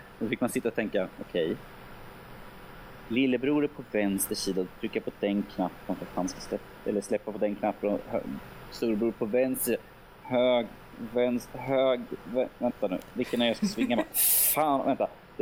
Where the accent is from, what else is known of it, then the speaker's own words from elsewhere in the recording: Örebro, Örebro County, Sweden; Och som örebroare får man väl känna sig lite glad